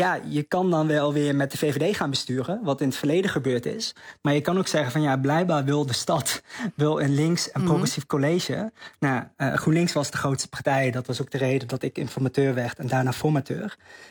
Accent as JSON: {"language": "Dutch", "region": "North Brabant", "country": "Netherlands", "lives_now": "Voorburg, Netherlands", "said": "Ik woon nu in Voorburg, vlakbij Den Haag. Ik kom eigenlijk uit Brabant, kun je heel mooi fietsen."}